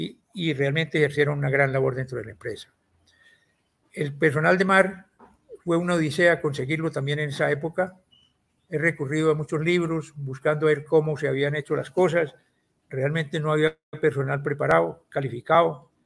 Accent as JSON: {"language": "Spanish", "country": "Colombia", "said": "La función nuestra como oficiales colombianos a bordo de los buques de la flota era reemplazar a los oficiales extranjeros."}